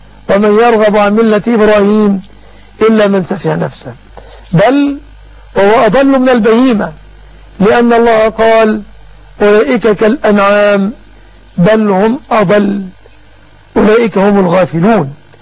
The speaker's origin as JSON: {"language": "Arabic", "country": "Egypt", "said": "وحفظ بلادنا مصر آمنة مطمئنة وسائر بلاد"}